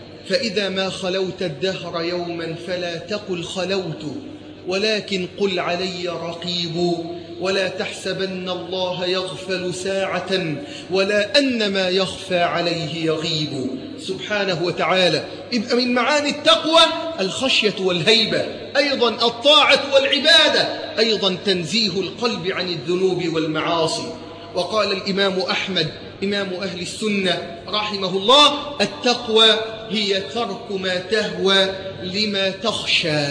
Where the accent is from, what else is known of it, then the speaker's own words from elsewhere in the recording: Egypt; اللهم ارزق بلدنا مصر حاكما ربانيا صالحا